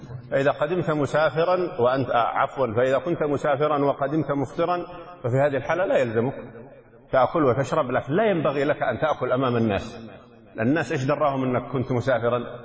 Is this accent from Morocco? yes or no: no; Yemen; فلو رأينا الهلال مثلا عندنا في اليمن